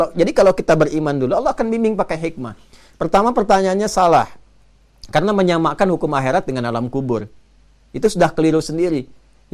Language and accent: Indonesian; Banten, Indonesia; born there; now in Bekasi, Indonesia; saya tempat tinggal di Bekasi, lahir di Banten.